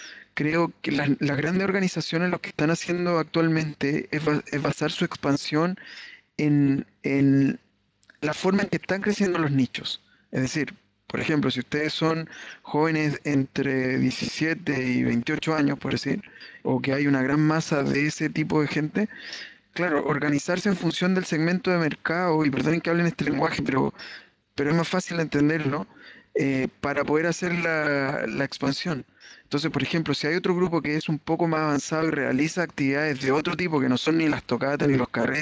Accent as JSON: {"language": "Spanish", "town": "Viña del Mar", "region": "Valparaíso", "country": "Chile"}